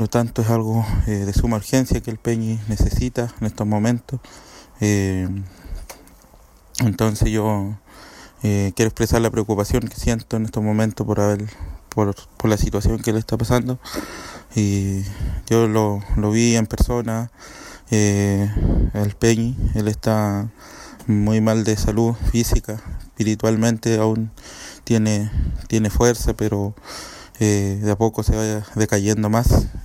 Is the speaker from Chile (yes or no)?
yes; Los Lagos, Chile; soy machi de la nación mapuche, soy del territorio de la Futa Huillimapu.